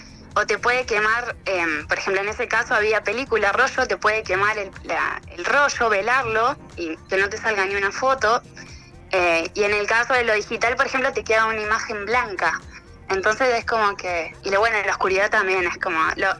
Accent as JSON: {"language": "Spanish", "country": "Argentina", "said": "soy argentina, feliz de que m"}